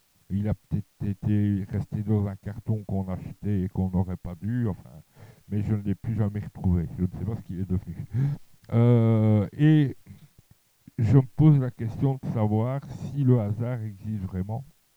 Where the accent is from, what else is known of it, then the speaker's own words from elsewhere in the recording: Charleroi, Wallonia, Belgium; étant à Mons, je rentrais quand même régulièrement dans ma ville natale, c'est-à-dire Charleroi